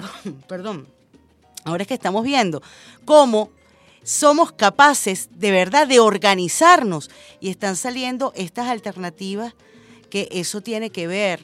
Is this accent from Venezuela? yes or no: yes; Venezuela